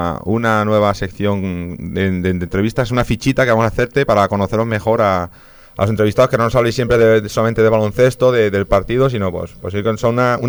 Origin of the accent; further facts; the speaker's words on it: Madrid, Community of Madrid, Spain; aquí todo el mundo somos de Madrid prácticamente.